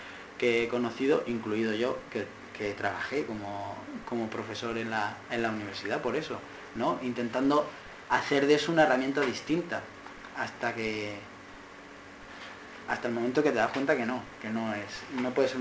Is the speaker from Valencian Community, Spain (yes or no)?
yes; Alicante, Valencian Community, Spain; porque yo vengo de Alicante